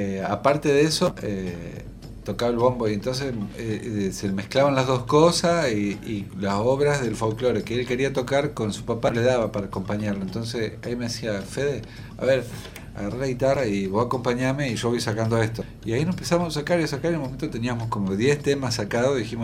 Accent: Río Negro, Argentina; also born or lived in Chubut; Yo soy de Río Negro, pero vivía. Hubo otra parte donde yo viví que es más al sur, que es Chubut.

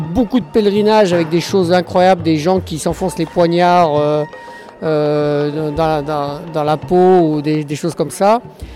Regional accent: France; des Pyrénées, ma mère était de Grenoble, des Alpes, voilà, je suis complètement français malgré que j'ai beaucoup voyagé.

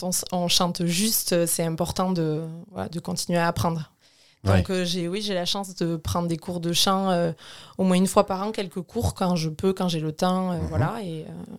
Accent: Hendaye, Nouvelle-Aquitaine, France; now in Cambo-les-Bains, France; je suis originaire d'Andaye, mais j'habite à Cambo-les-Bains depuis 4 ans bientôt.

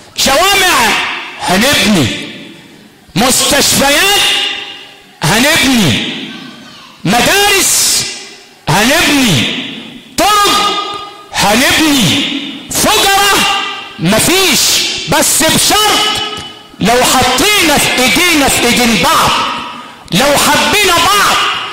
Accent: Sharqia Governorate, Egypt; تمشي تاني تلاقي واحد كاتب عندنا في الشرقية وعندكم في الغربية المنزل للبيع لسوء الجوار

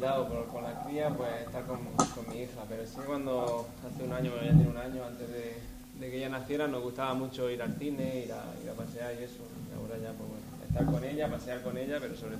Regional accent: Spain; Como música y como español

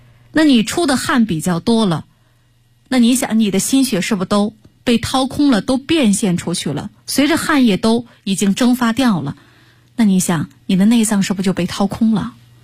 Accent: China; 我们中国人用的筷子，这筷子一般都是竹子做的

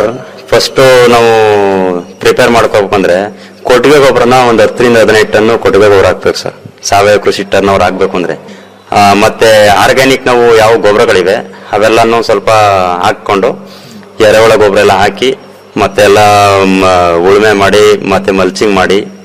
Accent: Mandanahalli, Karnataka, India; ನಮ್ಮ ಊರ್ಲೇ ನಮ್ಮ ಮಂಡನಹಳ್ಳಿ ಗ್ರಾಮದಲ್ಲಿ

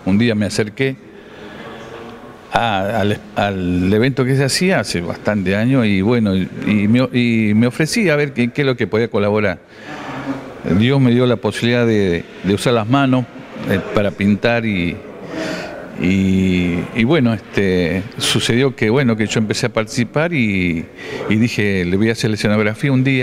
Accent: Jujuy, Argentina; moved away; Yo soy del norte de Jujuy, hijo de boliviano, y allá es una sola cultura

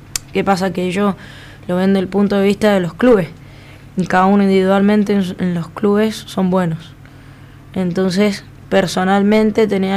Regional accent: Argentina; te dicen que por qué somos así los argentinos con los jugadores

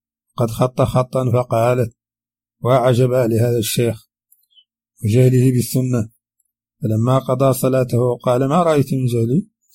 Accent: Mauritania; accent: Hassaniya; هذه كلمات من لهجتنا الحسانية وردت في هذا الشريط، قد لا يفهمها العربي الفصيح

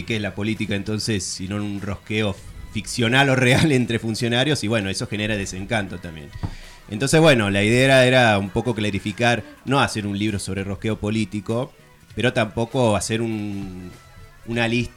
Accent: Córdoba, Argentina; born there; Aunque no se note, yo nací en la ciudad de Córdoba.

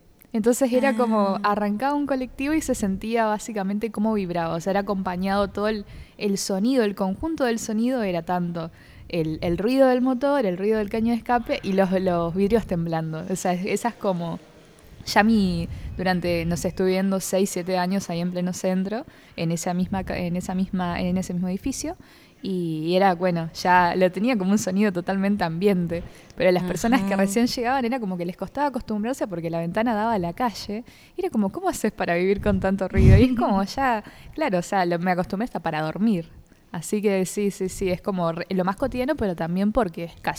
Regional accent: Paraná, Entre Ríos, Argentina; soy de Paraná, Entre Ríos.

